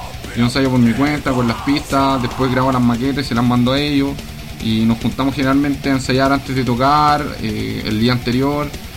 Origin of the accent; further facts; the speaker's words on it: Santiago, Santiago Metropolitan Region, Chile; yo soy el único integrante de la banda que es de acá de Santiago.